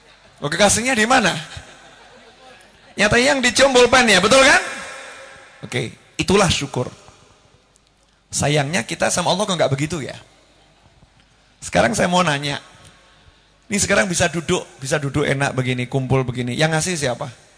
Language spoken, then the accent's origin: Indonesian; Indonesia; kita orang Indonesia ngerti